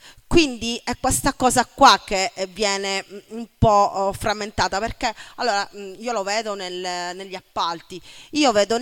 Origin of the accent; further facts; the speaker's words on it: Argentina; now in Italy; posso esistere nel mio paese di origine, l'Argentina